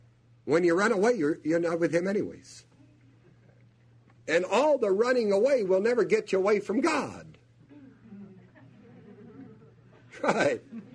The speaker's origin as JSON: {"language": "English", "town": "New Knoxville", "region": "Ohio", "country": "United States", "tie": "born there", "said": "I was born in New Knoxville."}